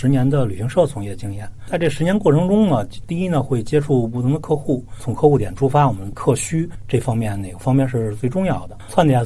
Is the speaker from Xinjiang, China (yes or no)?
no; Chuandixia, Beijing, China; 小时候呢，基本上我们都是在这个村子长大，因为在90年代嘛，相对来说交通也比较闭塞，经济也不是特别发达。